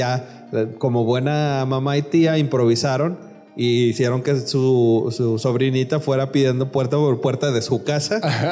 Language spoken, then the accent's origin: Spanish; Nuevo León, Mexico; o sea, nosotros somos del norte, somos de Nuevo León.